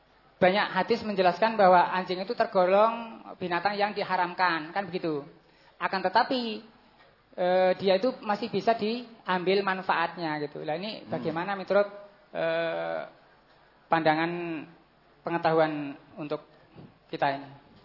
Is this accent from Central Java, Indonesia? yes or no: yes; Comal, Central Java, Indonesia; berasal dari Balutan Purwoharjo, Kecamatan Comal, Kabupaten Pemalang, Jawa Tengah.